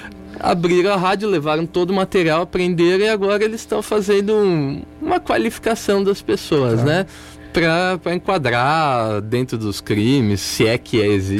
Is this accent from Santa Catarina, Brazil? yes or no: no; Jundiaí, São Paulo, Brazil; Não, eu sou de Jundiaí.